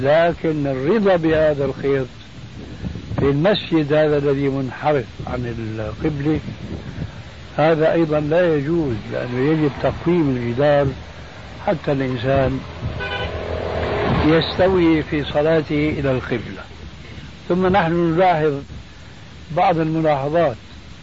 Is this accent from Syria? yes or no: yes; Syria; هذه عندنا في الشام في سوريا مشهور هذا الحديث، وجئت هنا وسمعته أيضا